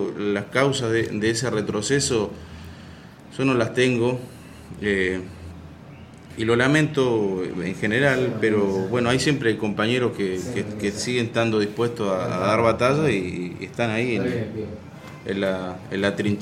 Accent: Río Negro, Argentina; En el Alto Asen, yo soy del Alto Asen, de la ciudad de Asen, entre Cipolletti y General Roca

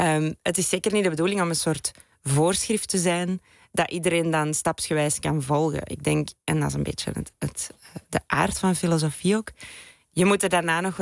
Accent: Belgium; Ik ben Belg.

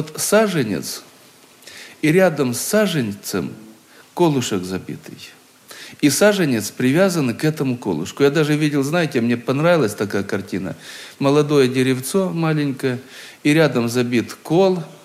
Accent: Krasnodar Krai, Russia; Мое детство прошло на Кубани, в одной станице, в старом-старом доме.

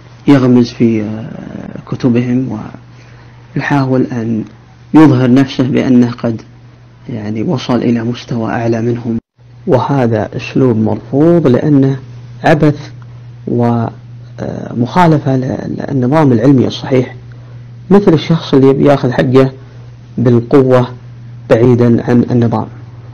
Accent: Riyadh, Riyadh Province, Saudi Arabia; أنا من مواليد عام 1405 الموافق 1985 ميلادي، نشأت في الرياض مثل نشأت أي شاب

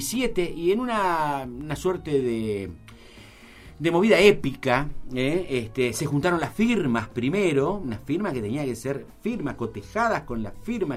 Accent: Uruguay; Pudimos, digo, como uruguayo

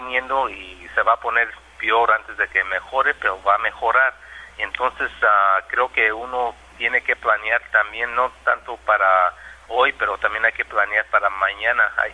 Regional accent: California, United States; born there; yo nomás nací en Estados Unidos por circunstancias de que mis papás eran campesinos que trabajaban en los campos de California, y nací en el verano

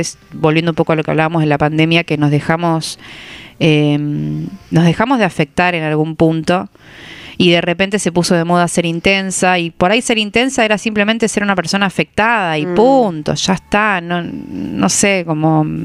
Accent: Santa Fe, Argentina; Yo soy de Rosario, pero me crié en el campo, me fui a vivir a Rosario a los 18.

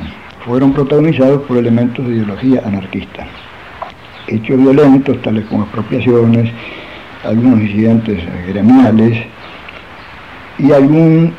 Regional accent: Mercedes, Buenos Aires Province, Argentina; Esos incidentes ocurrieron en Mercedes, yo soy de Mercedes.

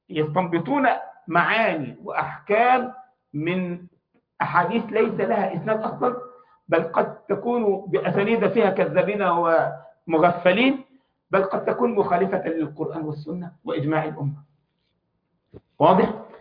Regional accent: Egypt; احنا عندنا في مصر حب الوطن فرض عليا

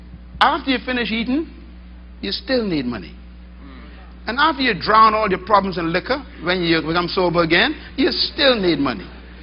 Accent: Bain Town, New Providence, Bahamas; born there; I was born in Bainetown, sleeping on the floor, opening the window with a piece of stick, putting tarping on top of the roof so the water don't come in the night

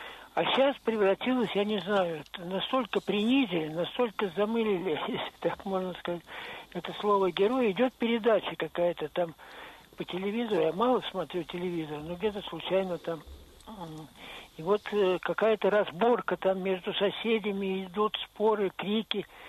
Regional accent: Saint Petersburg, Russia; что сейчас сказать, что я петербуржец, это, конечно, наверное, можно.

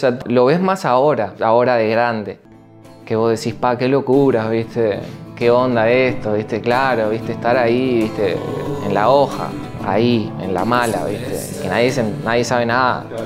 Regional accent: Maldonado, Uruguay; moved away as an adult; de mis 17, 18 aproximadamente, ahí se instaló ya mi familia. Ahora toda mi familia vive ahí, en Maldonado. Y yo me fui al 20, creo, que o 19, 20, por ahí creo que me fui de Maldonado, me fui a vivir a Buenos Aires. Me fui 2 años a Buenos Aires a vivir.

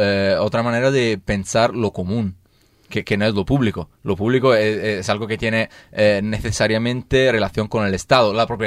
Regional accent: Rome, Lazio, Italy; Spanish is a second language; O sea, yo vengo de Roma, que es una ciudad donde con 5 millones oficiales de habitantes y dos líneas de metro.

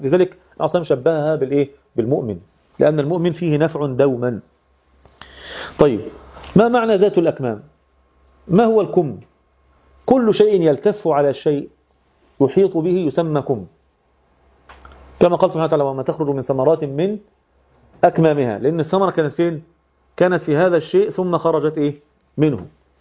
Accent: Egypt; وتحطها في المكنة بتاعة اللي سموها عندنا في مصر الدراسة

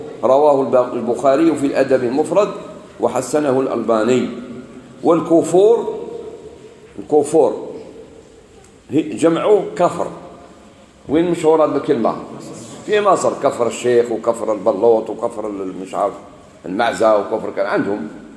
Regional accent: Algeria; بعض الناس يقولوا الجزائر، يعني بلادنا الجزائر فيها بزاف مساجد.

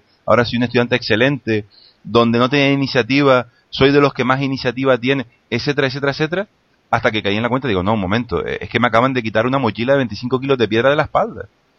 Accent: Canary Islands, Spain; moved away as an adult; also born or lived in Russia; now in Belgium; cuando yo salí de Canarias, primero con una beca Erasmus, más adelante con un intercambio bilateral entre universidades, y ya más adelante para desarrollar mi carrera profesional en el extranjero, donde primero en Rusia y ahora en Bélgica

